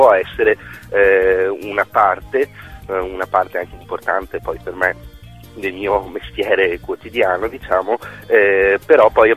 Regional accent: Treviso, Veneto, Italy; io sono originario di Treviso

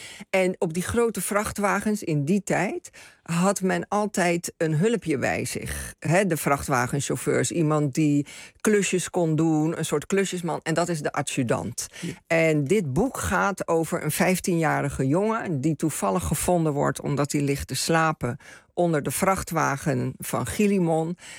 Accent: Suriname; En ik groeide op in Suriname, Nederlandstalig.

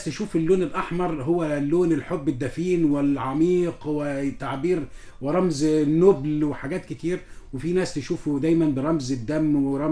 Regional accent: Egypt; يعني في احتفالات جميلة جدا احنا كلنا بنسعد بها كمصريين

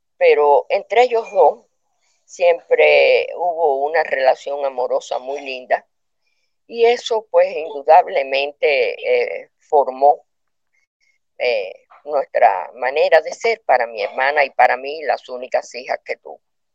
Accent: San Juan y Martínez, Pinar del Río, Cuba; born there; en una zona rural, pero era una zona que es la de San Juan y Martínez, que es la zona de mejor tabaco del mundo. Así se le dice a esa zona donde yo nací.

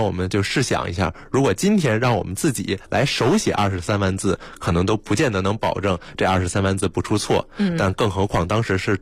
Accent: China

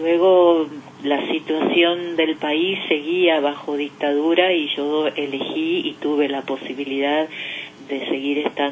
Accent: Argentina; moved away as an adult; cuando salí de Argentina, con un viaje elegido, pero luego las circunstancias se fueron dando como para que yo pudiera salir de Argentina y estudiar fuera del país

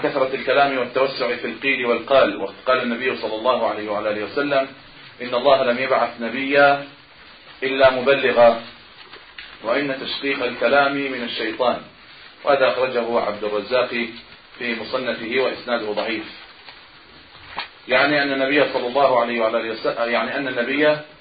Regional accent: Egypt; حتى بعض الناس يقول عن بعض القرى عندنا في مصر هنا في بعض الأرياف

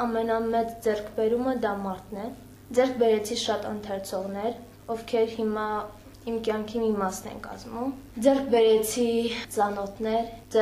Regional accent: Nagorno-Karabakh, Azerbaijan; Լոկ մարդ եւ լոկ հայ, լոկ արցախցի։

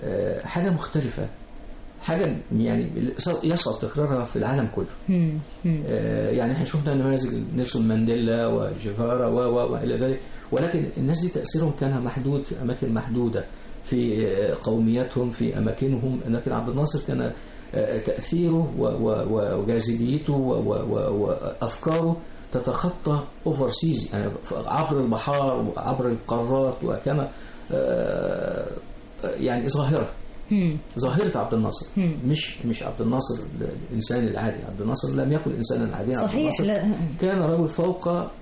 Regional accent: Egypt; كبار السن هقول لهم I'm from Egypt, I'm Egyptian.

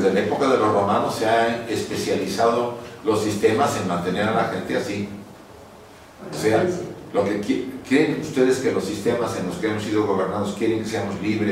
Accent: Mexico; born there; En México, donde yo nací y donde he vivido algunos años

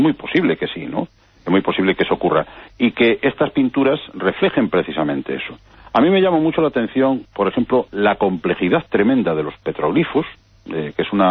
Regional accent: Galicia, Spain; Sí, sí, sí. Bueno, y por supuesto la tenemos en el pueblo, en muy cerca, en Portugal, ¿no?

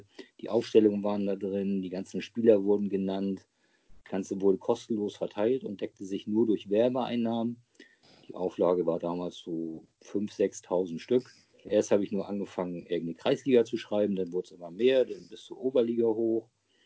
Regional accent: Hamburg, Germany; Also ich bin ja jetzt mittlerweile 55 Jahre alt, gebürtiger Hamburger. Genauer gesagt bin ich Harburger. Da legen die Harburger ja oft Wert drauf und auch die Hamburger. Aber aufgewachsen bin ich eigentlich in Hamburg-Wilhelmsburg, mitten im Herzen von Hamburg

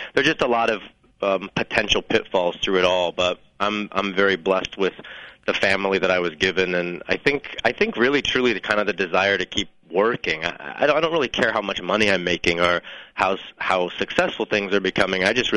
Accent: New Mexico, United States; We're from New Mexico, so I don't really think that the entertainment industry was necessarily in anyone's blood.

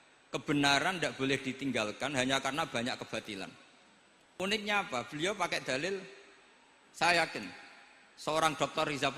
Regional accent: Java north coast, Indonesia; karena kalau guyon-guyonan itu menang saya ini orang Pantura

